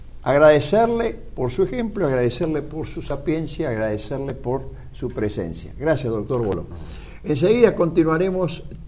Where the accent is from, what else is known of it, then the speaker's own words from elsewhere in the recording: Argentina; un deber que tenemos como argentinos y como cristianos católicos.